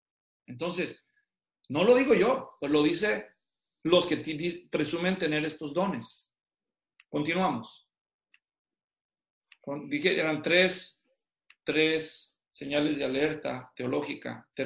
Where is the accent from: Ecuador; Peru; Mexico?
Mexico; Guadalajara, Jalisco; yo soy de Guadalajara, así que cuando yo viví en Guadalajara y hice ministerio en Guadalajara